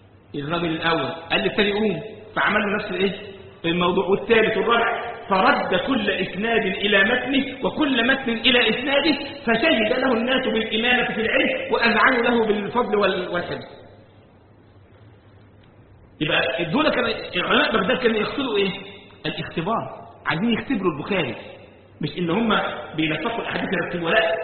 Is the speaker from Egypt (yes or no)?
yes; Egypt; يعني كان مرة بيحكى عندنا في مصر